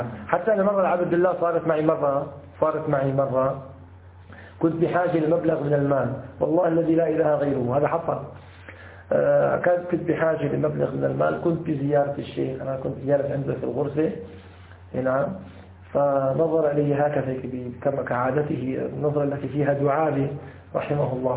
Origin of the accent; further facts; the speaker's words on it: Damascus, Damascus Governorate, Syria; حتى نذكر عندنا في الشام، عندنا في الشام كثير من المساجد سرق السجاد الذي فيها.